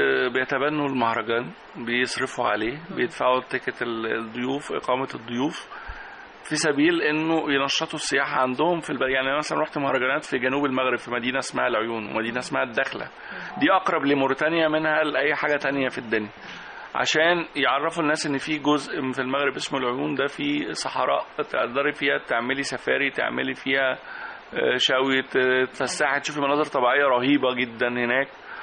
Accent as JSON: {"language": "Arabic", "country": "Egypt", "said": "كمصريين كمان بنحب نرغي كتير"}